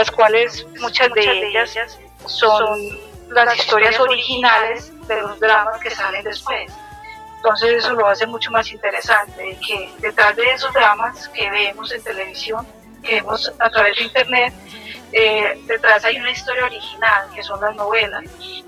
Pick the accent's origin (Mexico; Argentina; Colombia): Colombia; soy de Colombia.